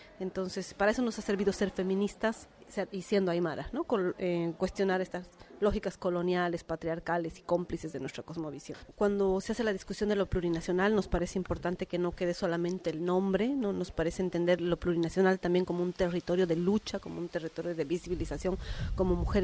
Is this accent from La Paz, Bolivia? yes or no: yes; La Paz, Bolivia; Yo soy de La Paz, de Bolivia, soy aymara